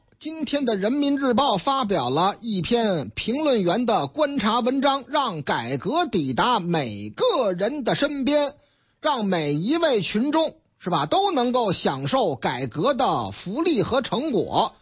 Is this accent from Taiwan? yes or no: no; Shanghai, China; now in Beijing, China; 上海啊，我老家上海啊